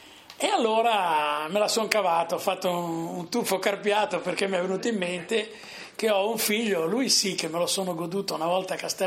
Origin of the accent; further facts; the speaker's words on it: Sarzana, Liguria, Italy; siamo mezzi toscani, mezzi non siamo più liguri. Io poeticamente dico che la mia terra sarzana è quella zona benedetta da Dio che non è più Liguria, ma non è ancora Toscana